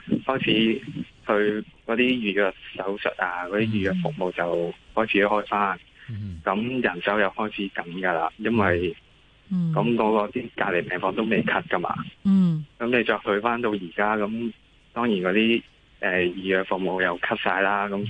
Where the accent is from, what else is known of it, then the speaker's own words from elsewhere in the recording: Hong Kong; 同埋我哋香港人都少咗入醫院啦